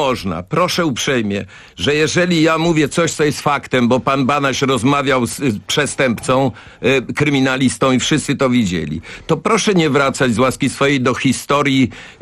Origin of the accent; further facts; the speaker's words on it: Kraków, Lesser Poland, Poland; mnie wstyd, bo jestem z Krakowa, chodzę koło tych kamienic.